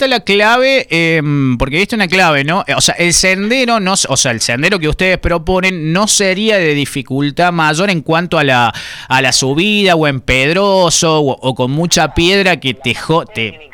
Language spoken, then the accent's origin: Spanish; Córdoba, Argentina; Somos de acá de la Sierra Chica